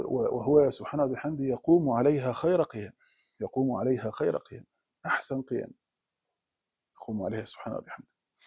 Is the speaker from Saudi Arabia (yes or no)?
no; Egypt; وكان احنا عندنا في مصر